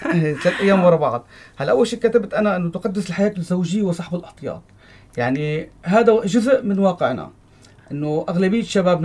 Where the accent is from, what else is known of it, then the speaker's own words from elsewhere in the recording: Syria; هو راتب حد ادنى للاجور عندنا بسوريا حد 30-40 ألف